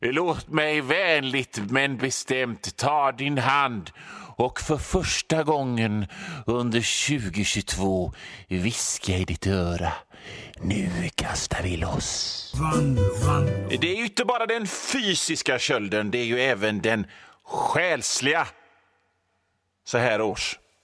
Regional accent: Västra Bodarne, Västra Götaland County, Sweden; Jag kommer från Västra Bodarne där lungmos är en delikatess som är så gott och som bara serverades när folk gifte sig eller tog studenten eller kom hem från Amerika.

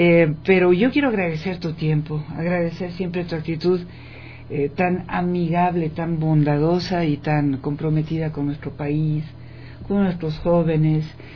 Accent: Ecuador; nuestro sello como seres humanos, como ecuatorianas, como ecuatorianos

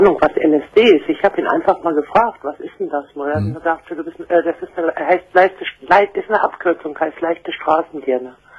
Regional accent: North Rhine-Westphalia, Germany; ich komme ursprünglich aus dem Märkischen Kreis und bin dann dort weggezogen und habe dann hier gewohnt

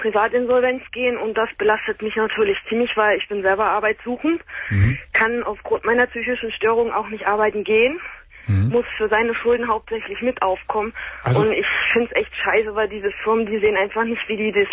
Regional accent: Germany; ich meine, wir sind Deutsche, wir wohnen in Deutschland

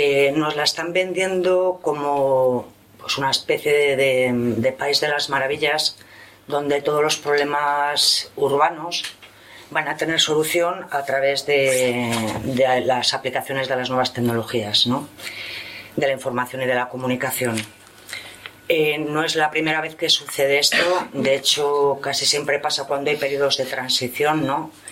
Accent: Palencia, Castile and León, Spain; Vengo de Palencia

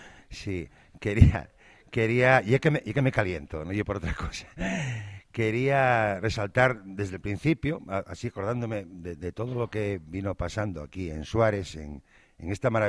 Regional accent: Gijón, Asturias, Spain; soy de la calle Domingo García de la Fuente, mayordomo de Jovellanos, soy de Sisión, pero desde que emparenté aquí siéntome hierbatu de pro, tanto como los nacidos aquí.

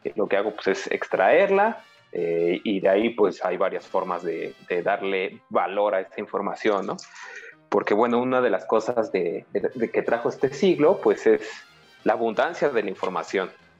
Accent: Chiapas, Mexico; yo soy de Chiapas, mi familia es de allá

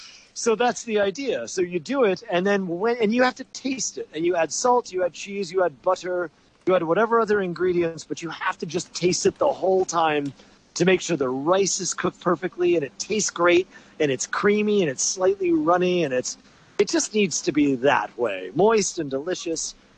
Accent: New York City, New York, United States; And I'm from the New York City area, so in New York City they call it gravy, which doesn't make any sense.

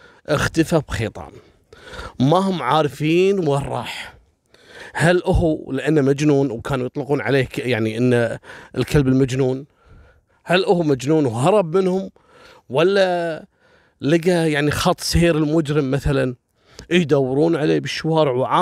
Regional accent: Kuwait; المدارس أول بنيانها إحنا عندنا في الكويت دائما سور المدرسة

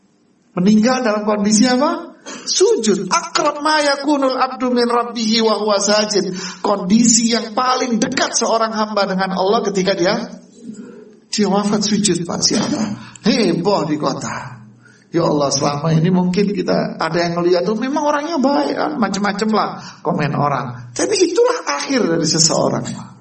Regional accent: Bangil, East Java, Indonesia; Kita orang Bangil sekota, namanya kota kecil.

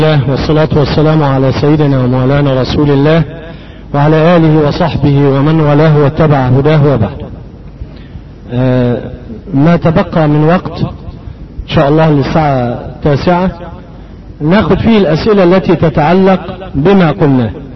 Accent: Egypt; مش معتاد عندنا في مصر واحدة يجيبونها ايه حزام ذهب ده المعتاد في السعودية

